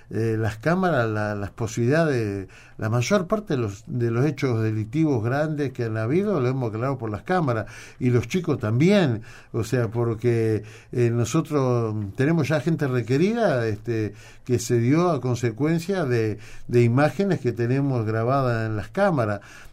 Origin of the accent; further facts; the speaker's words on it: Uruguay; lo hacemos nosotros como uruguayos cuando decidimos ir a algún lugar